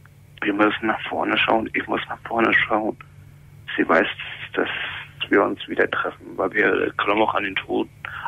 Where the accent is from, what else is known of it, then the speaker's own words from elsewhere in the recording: East Germany, Germany; weil ich komme eigentlich oben aus dem Osten.